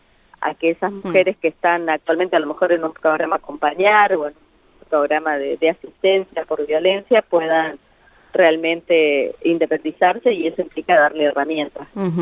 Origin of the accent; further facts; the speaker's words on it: San Luis, Argentina; San Luis también, que es de donde vengo.